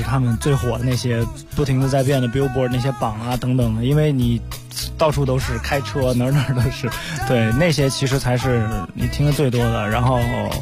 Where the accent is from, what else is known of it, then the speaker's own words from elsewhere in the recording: Beijing, China; 因为我是出生在北京，我是在三里屯那边长大的